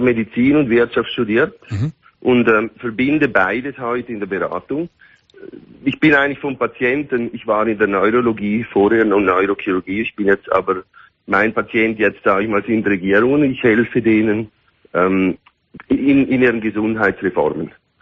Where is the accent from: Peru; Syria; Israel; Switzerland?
Switzerland; now in Dubai, United Arab Emirates; ich bin Schweizer, meine Frau, die ist aus Berlin, mhm, und wir wohnen aber in Dubai als Familie.